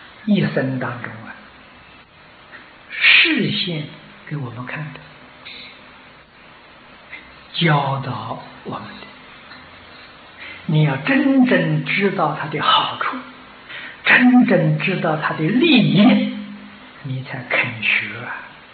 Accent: China; 我们中国人俗话说金銮殿

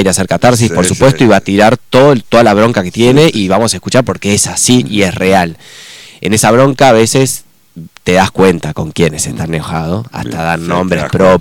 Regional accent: Concordia, Entre Ríos, Argentina; Y somos de Entre Ríos, eso está bueno.

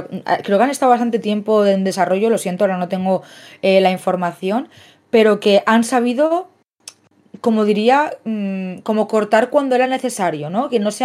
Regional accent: Catalonia, Spain; born there; Yo, por ejemplo, he nacido en Cataluña y no me siento una persona catalana, wow, barretina, wow, castellers, porque mi familia es de Murcia

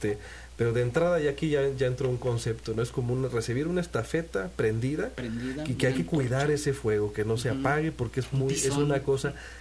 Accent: Tanquián, San Luis Potosí, Mexico; que yo soy de Tanquián, San Luis Potosí.

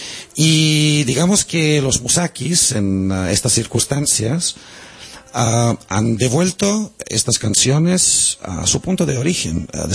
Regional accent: Serbia; Yo soy serbio, pero francés, soy catalán, soy músico.

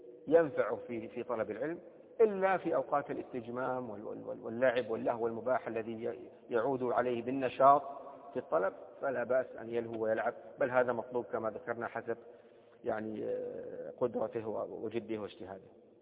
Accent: Saudi Arabia; مثل في لهجة العامة عندنا في السعودية

